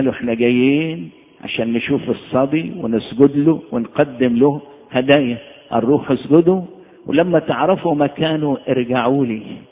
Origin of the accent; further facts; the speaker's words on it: Egypt; أنا بفتخر إن أنا مصري وفرحان إني أنا مصري